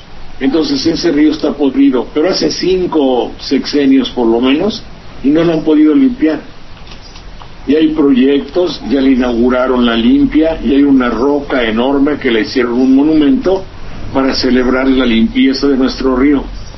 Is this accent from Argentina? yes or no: no; Veracruz, Mexico; el río Sedeño, entre Jalapa y mi pueblo.